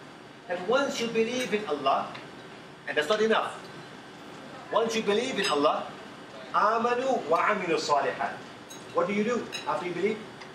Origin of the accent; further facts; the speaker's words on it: South Africa; I'm from South Africa and I've seen it there